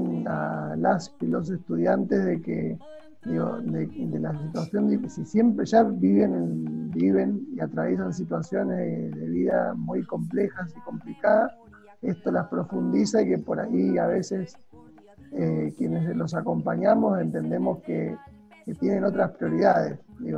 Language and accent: Spanish; Argentina; algo mucho más cercano en nuestra historia como argentinas y argentinos